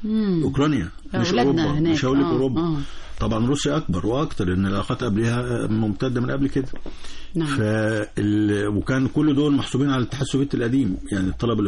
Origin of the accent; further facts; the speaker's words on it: Egypt; إحنا هنا أبناء مصر،